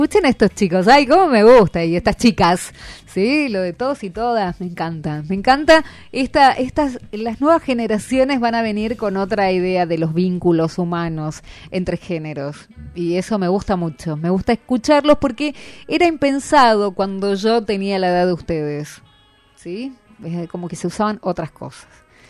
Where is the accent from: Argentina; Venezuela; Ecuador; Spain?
Argentina; Valentín Alsina, Buenos Aires Province; yo soy de Valentín Alsina, de la vereda de enfrente de Pompeya. Ah. O sea, yo vivo cerca de ustedes.